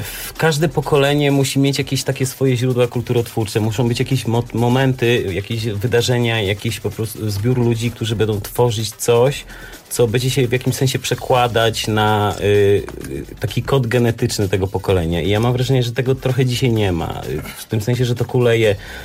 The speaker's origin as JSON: {"language": "Polish", "town": "Wrocław", "region": "Lower Silesian Voivodeship", "country": "Poland", "said": "każdy z nas jest imigrantem, można powiedzieć. Ja jestem z Wrocławia"}